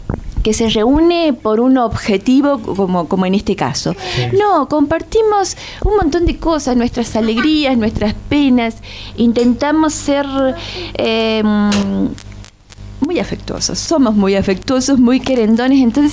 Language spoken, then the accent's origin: Spanish; La Rioja, Argentina; Sí, nosotros somos riojanos. Entonces, somos un poco más lentos y disfrutamos, vivimos.